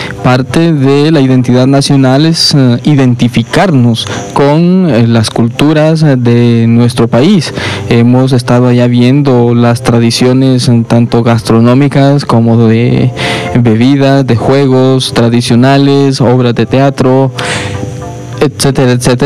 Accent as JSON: {"language": "Spanish", "country": "Honduras", "said": "es parte de la cultura de nuestro país, de identificarnos como hondureños"}